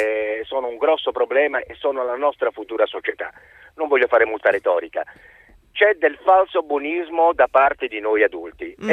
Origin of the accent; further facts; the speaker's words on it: Australia; io vengo dall'Australia